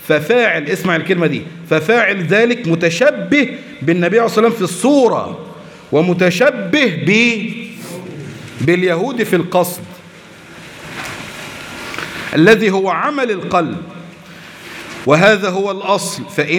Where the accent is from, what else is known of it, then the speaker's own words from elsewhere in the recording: Egypt; احنا دلوقتي عندنا في مصر